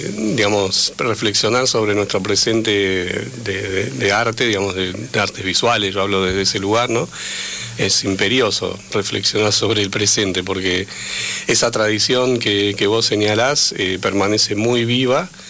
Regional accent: Buenos Aires, Argentina; como habitante de la ciudad, como porteño ignorante, lo debo asumir

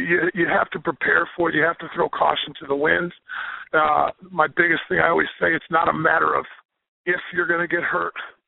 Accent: United States; I'm an American kid that got brought up on football and baseball here.

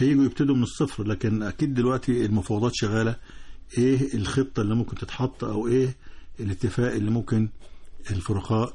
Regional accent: Egypt; إحنا كمصريين ما نحبش إنه ده يحصل في بلد شقيق

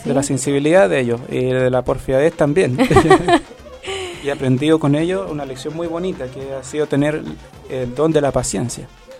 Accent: Chile; Yo camino por mi tierra porque estoy de hace miles de años antes acá.

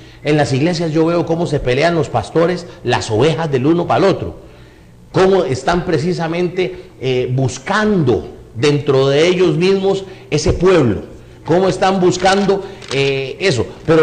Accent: Costa Rica; Y usted aquí en Costa Rica, que es mi patria, donde yo precisamente veo mi pueblo que está pereciendo por falta de ese conocimiento.

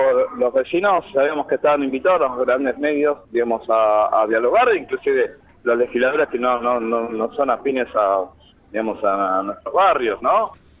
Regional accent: Argentina; Nosotros tenemos origen paraguayo, somos argentinos de esta generación, vivimos, en el caso de Gabriel, 45 años, en el caso mío, 52, somos re argentinos

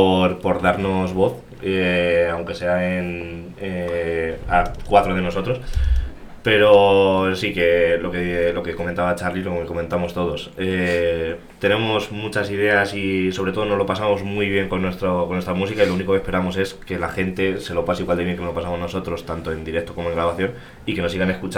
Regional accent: Castilla-La Mancha, Spain; Hay un grupo que me mola mucho que es de mi tierra, de la zona de Ciudad Real, que se llama

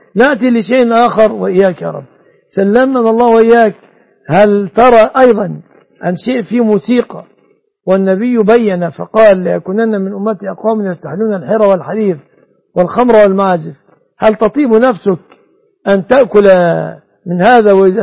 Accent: Egypt; كما أسأل الله أن يحفظ بلادنا مصر

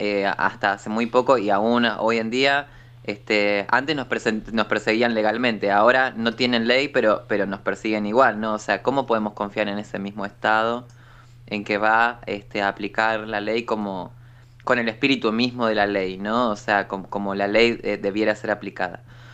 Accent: La Plata, Buenos Aires Province, Argentina; now in Buenos Aires, Argentina; Y bueno, ahora vivo en Capital Federal, pero soy de La Plata.

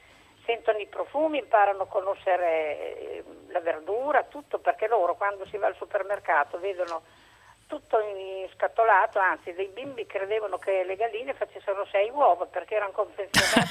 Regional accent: Fiorano Modenese, Emilia-Romagna, Italy; Io sono di Fiorano Modenese, in provincia di Modena.

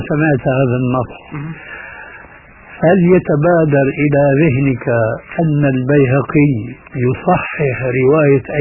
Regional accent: Levant, Syria; كما يقولون عندنا في الشام من فوق الاساطيح

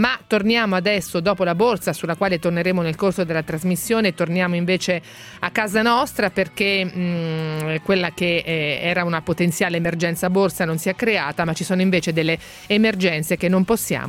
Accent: Ancona, Marche, Italy; Noi siamo di Ancona

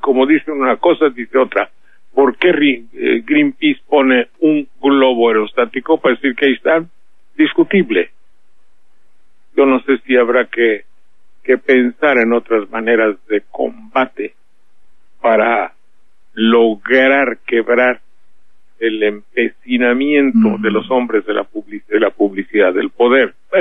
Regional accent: Mexico; Pues soy de México.

